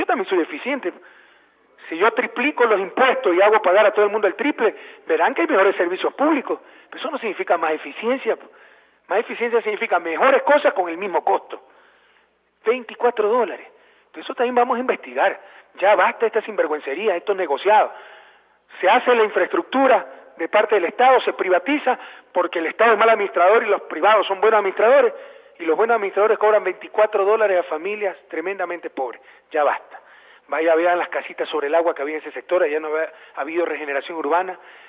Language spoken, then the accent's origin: Spanish; Guayaquil, Guayas, Ecuador; como inicio de la fiesta de julio en mi ciudad natal, Guayaquil